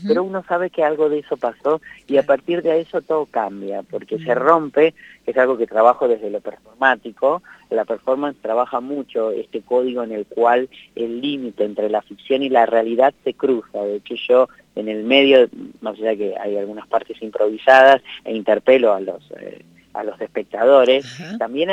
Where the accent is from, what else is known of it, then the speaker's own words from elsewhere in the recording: Buenos Aires, Argentina; no soy un pibe de barrio porque me mudé 20 veces, uh-huh. literal, pero sí soy porteño, he pasado por muchos barrios porteños.